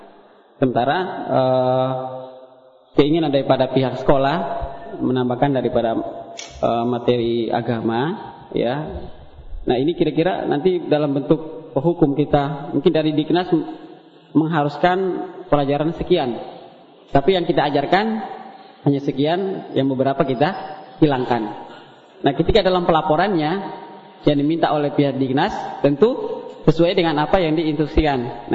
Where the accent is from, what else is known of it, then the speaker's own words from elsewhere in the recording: East Nusa Tenggara, Indonesia; now in Bogor, Indonesia; Saya aslinya dari Flores Timur.